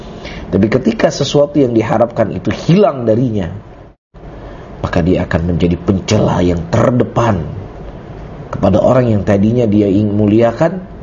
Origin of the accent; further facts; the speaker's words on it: Indonesia; Mereka orang Arab, kita orang Ajam. Kita orang Indonesia.